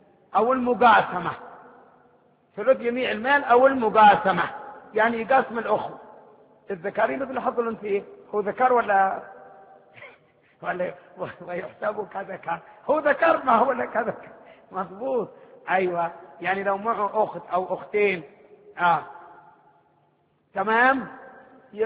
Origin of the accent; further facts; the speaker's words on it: Hadhramaut, Yemen; احنا من حضرموت، حضرموت كمان صبامة الشمس